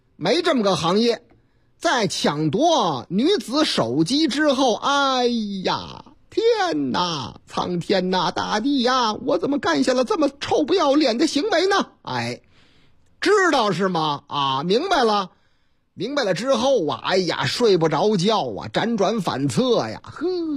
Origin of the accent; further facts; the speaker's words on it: Yubei, Chongqing, China; 话说是在重庆市啊，我老家三村重庆渝北区有个菜市场